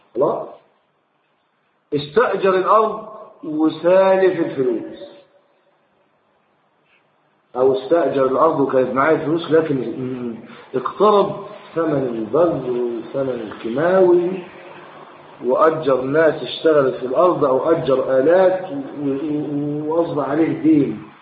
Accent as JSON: {"language": "Arabic", "country": "Egypt", "said": "لكن في بلح عندنا في مصر لا يتحول تمرا"}